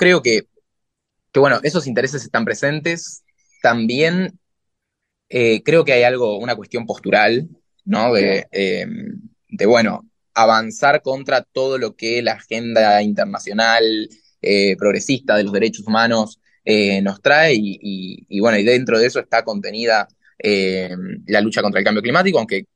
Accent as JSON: {"language": "Spanish", "town": "La Plata", "region": "Buenos Aires Province", "country": "Argentina", "said": "Yo soy de La Plata, el otro día mi ciudad se inundó"}